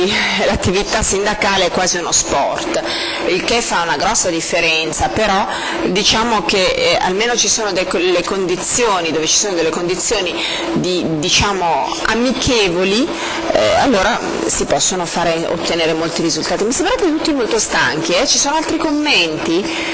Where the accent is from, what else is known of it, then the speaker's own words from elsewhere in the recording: Germany; in Germania, nel mio paese, abbiamo il sindacato del settore metalli